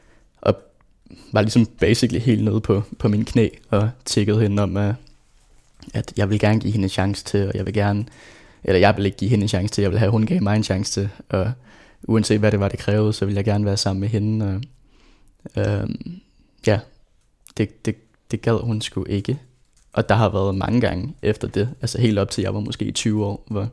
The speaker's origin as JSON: {"language": "Danish", "town": "Rødovre", "region": "Capital Region of Denmark", "country": "Denmark", "tie": "born or raised there", "said": "Jeg voksede op i Rødovre"}